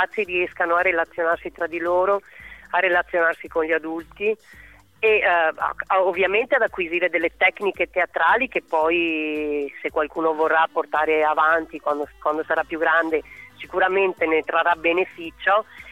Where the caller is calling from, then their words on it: Marcon, Veneto, Italy; Allora io chiamo da Marcon, che è il mio paese di residenza